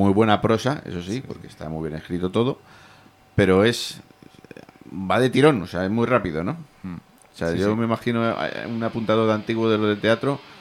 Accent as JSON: {"language": "Spanish", "town": "Madrid", "region": "Community of Madrid", "country": "Spain", "said": "yo soy de la Lipa, o sea, estamos relativamente cerca, ¿no? De Vallecas, nos separamos la Atalaz."}